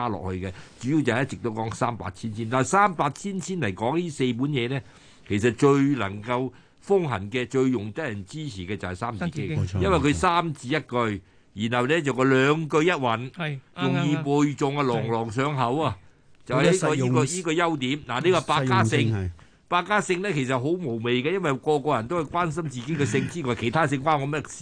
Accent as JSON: {"language": "Cantonese", "town": "Shunde", "region": "Guangdong", "country": "China", "said": "我係順德人，我梗係自己夾界結欄啊嘛"}